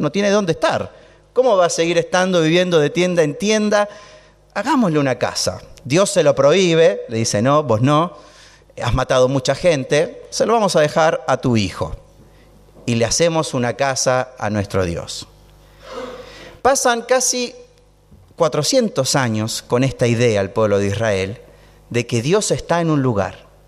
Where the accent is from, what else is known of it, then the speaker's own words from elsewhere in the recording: Chile; somos chilenos con mi esposa, así que todo el tiempo la cordillera la transitamos en avión o caminando